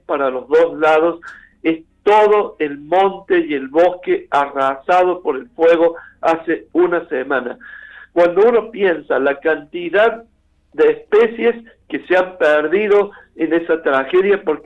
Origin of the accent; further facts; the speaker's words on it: Córdoba, Argentina; como sociedad cordobesa, como cordobés lo digo